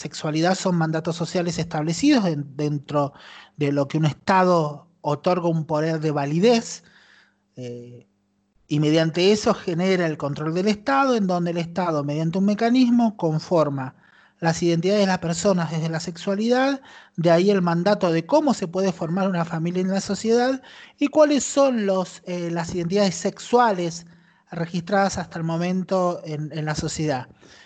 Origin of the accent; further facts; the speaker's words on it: Luján, Buenos Aires Province, Argentina; born there; a mí apenas nací, me abandonaron en la década del 70, me abandonaron en un hotel en las cercanías de Luján